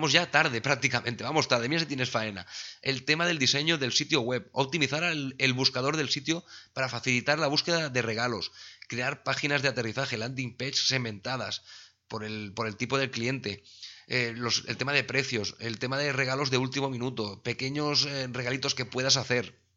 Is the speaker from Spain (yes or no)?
yes; Sabadell, Catalonia, Spain; porque yo soy de Sabadell